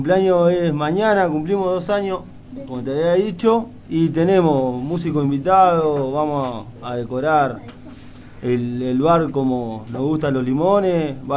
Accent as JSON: {"language": "Spanish", "town": "Berisso", "region": "Buenos Aires Province", "country": "Argentina", "said": "Y somos todos de Berisso, por suerte, sin querer, somos todos de Berisso."}